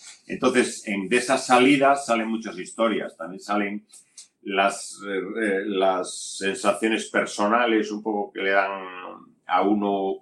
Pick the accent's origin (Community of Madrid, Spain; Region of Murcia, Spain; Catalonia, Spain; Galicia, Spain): Galicia, Spain; hay un par de tiras que están hechas sobre las fiestas de mi pueblo que se celebran en Galicia